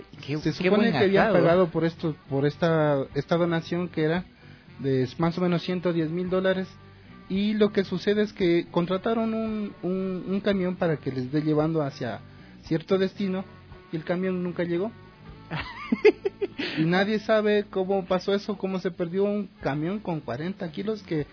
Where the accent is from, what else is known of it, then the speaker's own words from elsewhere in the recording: Tulcán, Carchi, Ecuador; now in Quito, Ecuador; Como somos de Tulcán, entonces el 5 era festejando a este Quito maravilloso el cual nos ha acogido desde siempre.